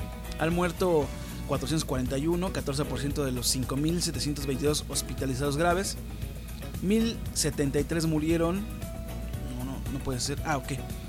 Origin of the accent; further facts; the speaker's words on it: Mexico; la forma en que percibimos la pandemia nosotros como mexicanos